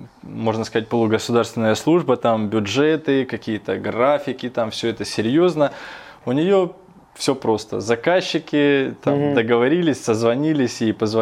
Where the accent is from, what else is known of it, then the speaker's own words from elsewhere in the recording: Rostov-on-Don, Rostov Oblast, Russia; Как бы командировки пока были в основном у меня на юг, я же из Ростова.